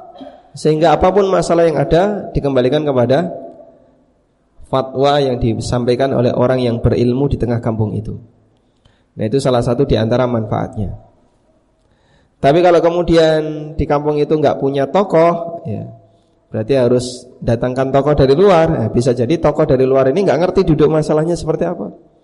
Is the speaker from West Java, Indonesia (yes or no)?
no; Paciran, East Java, Indonesia; di kampung Paciran itu, di kampung saya, ada seorang tokoh yang sangat disegani, tokoh Muhammadiyah.